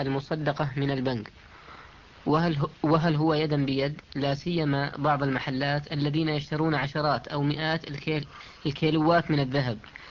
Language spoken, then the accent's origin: Arabic; Saudi Arabia; الموجود عندنا في السعودية